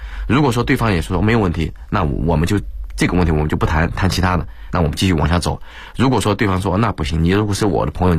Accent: China; 我还是一直坚信，就是我们中国人是属于比较聪明的人。

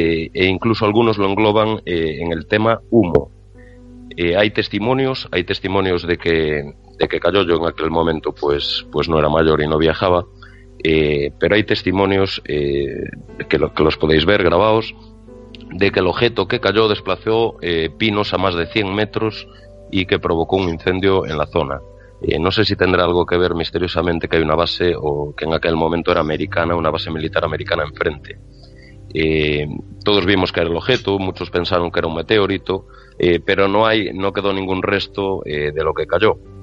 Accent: Muros, Galicia, Spain; yo soy de un pueblo que se llama Muros de San Pedro, aquí en la costa gallega, donde empezaba Costa da Morte

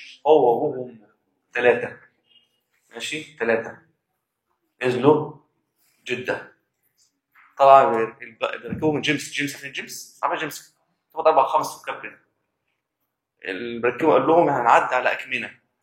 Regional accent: Egypt; انا بقى ايه بلدي مصر انا مصري

